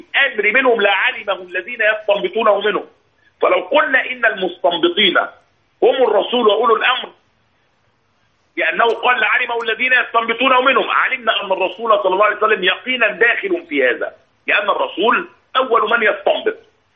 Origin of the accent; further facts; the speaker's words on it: Egypt; يحدث هذا كثيرا عندنا في مصر